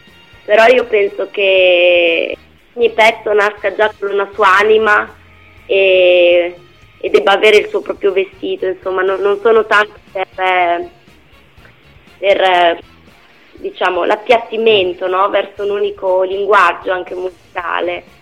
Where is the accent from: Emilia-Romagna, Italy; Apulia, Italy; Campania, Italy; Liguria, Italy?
Emilia-Romagna, Italy; Parma; now in Modena, Italy; Sì. Sono di Parma.